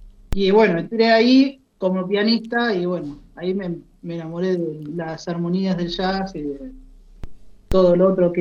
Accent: Necochea, Buenos Aires Province, Argentina; porque yo soy de Necochea

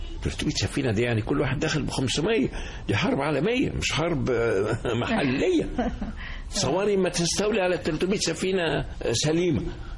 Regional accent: Egypt; تستغرب إذا قلت إحنا كمصريين بنهتف لها أيضا

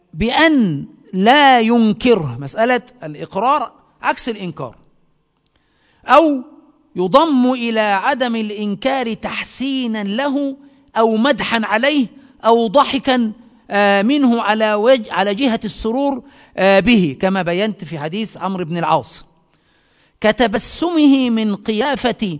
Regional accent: Egypt; عندنا في مصر تسمى السحلية

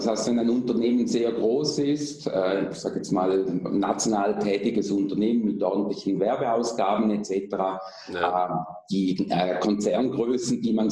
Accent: Switzerland; ich komme aus der Schweiz

